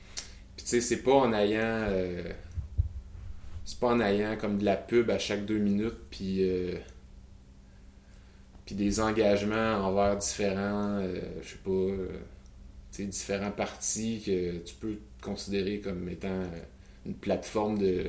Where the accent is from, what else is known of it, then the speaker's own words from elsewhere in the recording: Quebec, Canada; accent: Quebec; Ben déjà, il y a pas assez de monde au Québec, là. Puis notre accent s'exporte pas très bien.